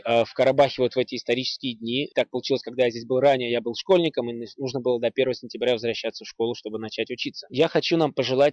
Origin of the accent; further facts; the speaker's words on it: Moscow, Russia; also born or lived in Baku, Azerbaijan; now in United States; Родился я в Баку в 1984 году, и в возрасте 3,5 лет с родителями мы переехали в Россию, в Москву